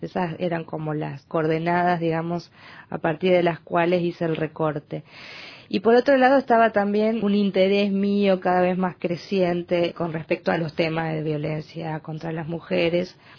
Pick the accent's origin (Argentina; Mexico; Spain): Argentina; Entre Ríos; Yo soy del interior de Argentina, de una provincia que se llama Entre Ríos